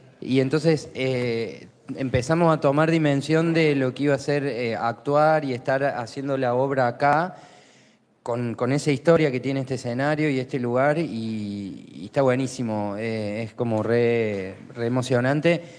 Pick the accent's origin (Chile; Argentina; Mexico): Argentina; Córdoba; yo vengo de Córdoba